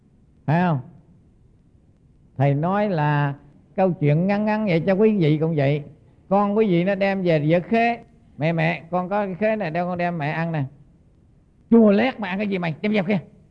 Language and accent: Vietnamese; Central Vietnam, Vietnam; now in South Vietnam; Mà tôi là dù là dân Trung nhưng mà sống ở miền Nam này gần 40 năm rồi thì nó thành dân Nam